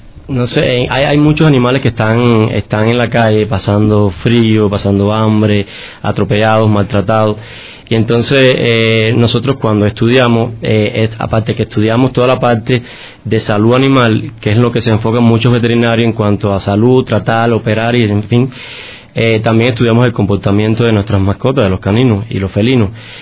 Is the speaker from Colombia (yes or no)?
no; Cuba; yo desde niño, bueno, nací, yo soy cubano, ¿no? Y nací en un campo, en una finca, donde mi familia tenía muchas variedades de especies, ¿no?